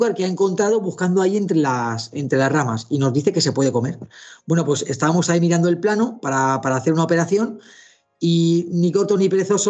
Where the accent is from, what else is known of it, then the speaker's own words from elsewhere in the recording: Spain; Así somos los españoles.